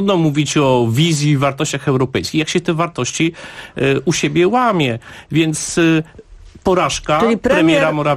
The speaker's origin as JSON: {"language": "Polish", "region": "Lower Silesian Voivodeship", "country": "Poland", "said": "pochodzę z Dolnego Śląska, jestem posłem z Wałbrzycha, więc i Wrocław dobrze znam."}